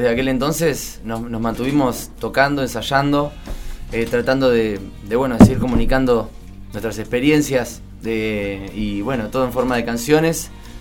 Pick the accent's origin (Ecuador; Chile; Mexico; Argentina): Argentina; Mar del Plata, Buenos Aires Province; now in Buenos Aires, Argentina; Yo hace como 11 años que vivo en Buenos Aires, soy de Mar del Plata.